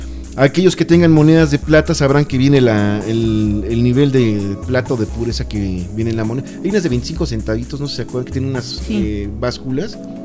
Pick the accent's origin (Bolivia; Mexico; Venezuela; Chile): Mexico; incluso para nosotros como mexicanos era muy común